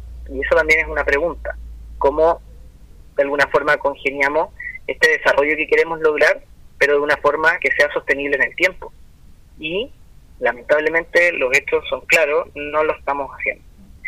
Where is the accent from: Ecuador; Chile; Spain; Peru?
Chile; Viña del Mar, Valparaíso; por ejemplo aquí en Viña del Mar, yo soy de Viña del Mar